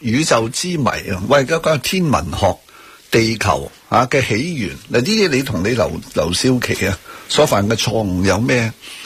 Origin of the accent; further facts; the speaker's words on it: Hong Kong; 我香港人呢就係、是、长期处于一个经济增长